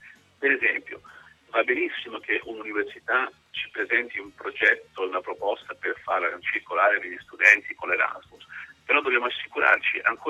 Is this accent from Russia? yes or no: no; Spain; Italian is a second language; c'era un filosofo spagnolo del mio paese, Ortega, che diceva che contro l'ignoranza la cosa migliore è viaggiare.